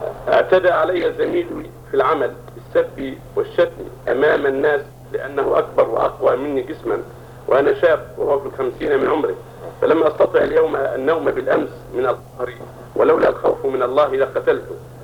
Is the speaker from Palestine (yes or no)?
no; Yemen; يوجد عندنا في اليمن أناس